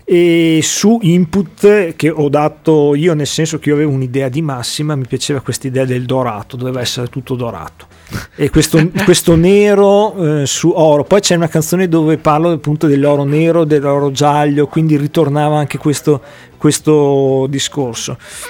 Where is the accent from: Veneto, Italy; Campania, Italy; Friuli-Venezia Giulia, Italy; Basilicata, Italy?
Veneto, Italy; Verona; perché poi vengo da Verona e quindi nel negozio buono cittadino, potremmo dire.